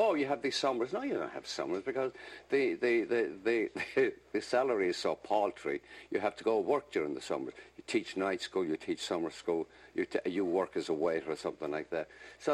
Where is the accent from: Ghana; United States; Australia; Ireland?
Ireland; Because, I'm Irish.